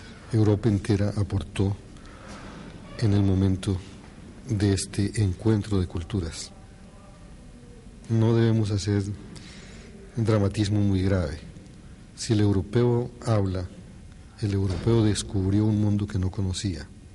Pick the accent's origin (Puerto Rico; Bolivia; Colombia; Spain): Colombia; soy colombiano